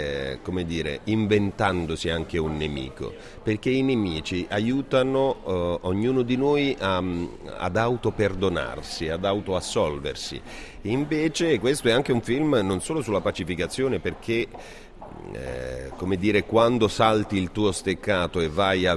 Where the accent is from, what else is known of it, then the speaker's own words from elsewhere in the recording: Apulia, Italy; a me piace il sushi, però essendo pugliese il mio sushi è fatto da altri tipi di pesce